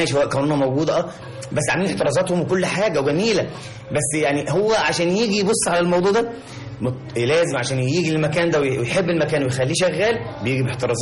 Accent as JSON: {"language": "Arabic", "country": "Egypt", "said": "حضرتك احنا طبعا احنا كمصريين لازم نضيف لاي حاجه لمسه الجمال"}